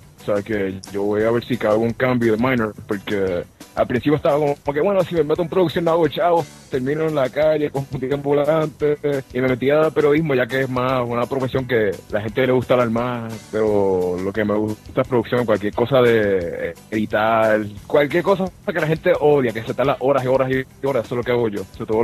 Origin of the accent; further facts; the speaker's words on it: Bayamón, Puerto Rico; Bueno, pues yo nací en Hawái. Pues yo soy de Puerto Rico, nací en Bayamón en septiembre 13 del año 1989.